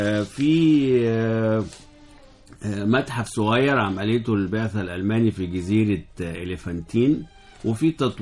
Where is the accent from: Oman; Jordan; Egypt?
Egypt; مع ان الطرق اتحسنت الحمد لله لحد كبير عندنا في مصر